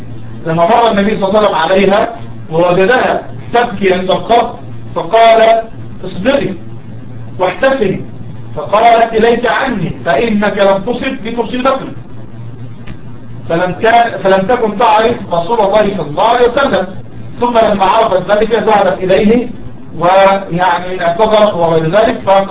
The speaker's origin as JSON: {"language": "Arabic", "country": "Egypt", "said": "كان يلد يعني باللغة العامية عندنا في مصر بيلد"}